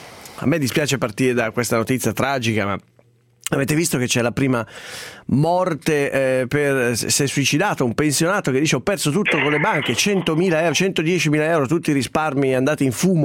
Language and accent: Italian; Sesto San Giovanni, Lombardy, Italy; Io sono di Sesto San Giovanni, peraltro